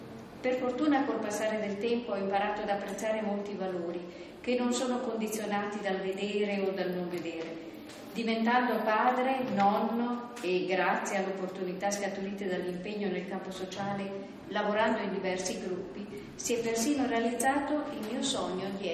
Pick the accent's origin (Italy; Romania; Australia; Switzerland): Italy; Lüsen, Trentino-Alto Adige; non lontano da Luzon, il mio paese natale nei dintorni di Bressanone.